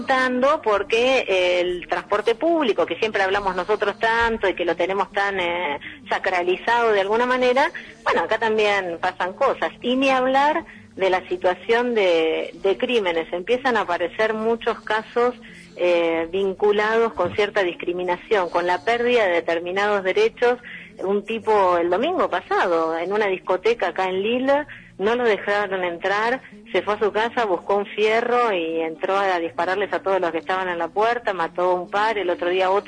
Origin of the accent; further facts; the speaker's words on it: Argentina; de América soy la única